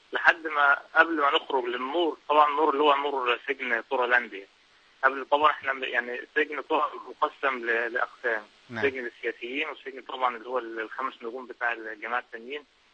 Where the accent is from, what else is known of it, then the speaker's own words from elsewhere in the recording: Egypt; احنا يعني كتير من اهل مصر كانوا بيتبرعوا